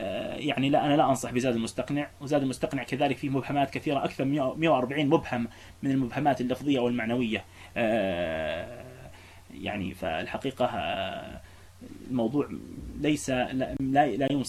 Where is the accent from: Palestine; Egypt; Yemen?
Palestine; يعني إحنا عندنا في فلسطين لا يوجد مذهب فعليا